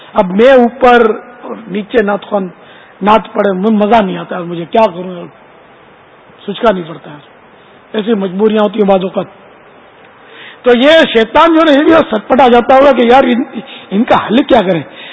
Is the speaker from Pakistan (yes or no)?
yes; Karachi, Sindh, Pakistan; مولد میرا باب المدینہ ہے, کراچی پیدا ہوا ہے. میرا وطن یہ ہے باب المدینہ, پاکستان ہے الحمدللہ.